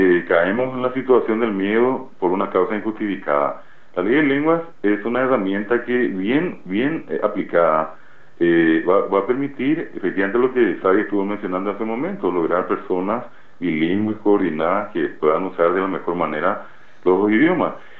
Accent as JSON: {"language": "Spanish", "country": "Paraguay", "said": "mucha gente que está allí, paraguayos que fueron a los Estados Unidos, como paraguayos que estamos acá."}